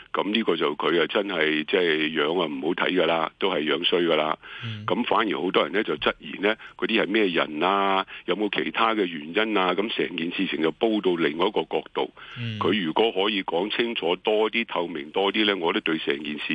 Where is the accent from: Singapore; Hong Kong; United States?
Hong Kong; 我哋香港人